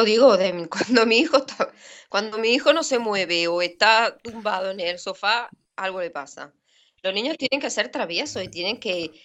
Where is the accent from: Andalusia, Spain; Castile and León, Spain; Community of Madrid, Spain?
Andalusia, Spain; Granada; ¿qué te voy a decir yo de mi tierra? Todo bueno, todo, vamos, yo estoy encantada con mi ciudad.